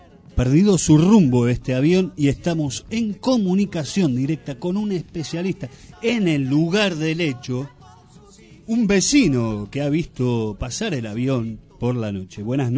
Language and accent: Spanish; Argentina; nos ha aglomerado a todos como argentinos, como madera, ciudadanos de esta gran patria